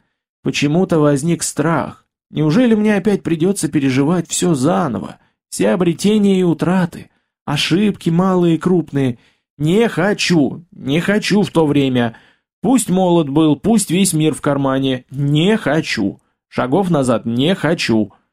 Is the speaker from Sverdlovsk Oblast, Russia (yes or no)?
no; Gorodets, Nizhny Novgorod Oblast, Russia; now in Nizhny Novgorod, Russia; приехал я из Нижнего в городец, на родину, к бабке